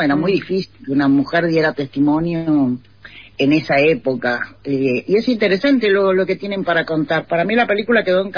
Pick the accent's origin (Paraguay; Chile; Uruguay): Uruguay; now in Argentina; Yo que vengo de Uruguay, llegué en el 92, 93 a vivir a Argentina y no pasaba eso.